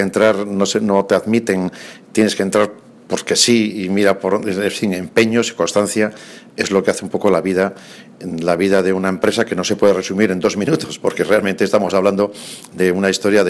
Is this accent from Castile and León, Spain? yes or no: no; Cascante, Navarre, Spain; somos nacidos en Cascante, somos de Cascante, yo nací en casa, entonces nacíamos en casa